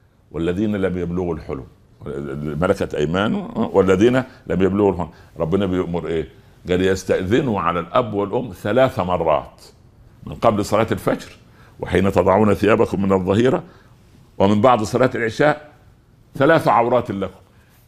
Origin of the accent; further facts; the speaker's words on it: Upper Egypt, Egypt; او زي ما يقولوا الشوام وعندنا في الصعيد طنجرة ولقيت غطاها